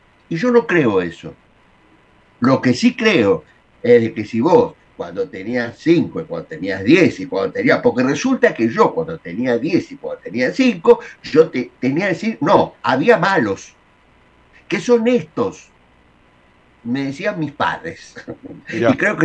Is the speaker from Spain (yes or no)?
no; Argentina; Los argentinos no somos todos iguales, estamos bien divididos, desde siempre.